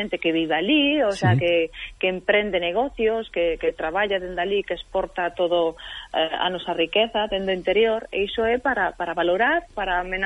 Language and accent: Galician; Tomiño, Galicia, Spain; Precisamente no meu pobo, o sea, en Tomiño.